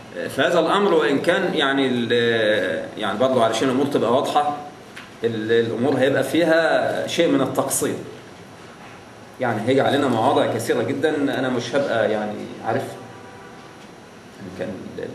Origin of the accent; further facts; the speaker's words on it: Damietta, Damietta Governorate, Egypt; كان في عندنا في دمياط مقرأة كل ليلة ثلاثاء